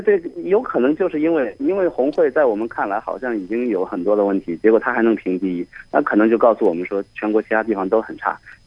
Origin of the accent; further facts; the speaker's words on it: Changsha, Hunan, China; 我来自长沙。